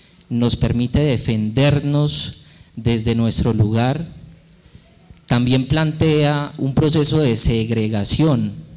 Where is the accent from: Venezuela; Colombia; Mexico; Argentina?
Colombia; Risaralda; yo soy del departamento de Risaralda.